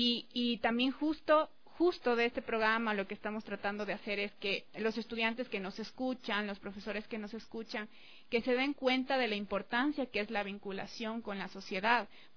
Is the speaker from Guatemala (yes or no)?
no; Lago Agrio, Sucumbíos, Ecuador; yo crecí en el oriente, o sea, yo crecí en la Amazonía, crecí en la Aguagrio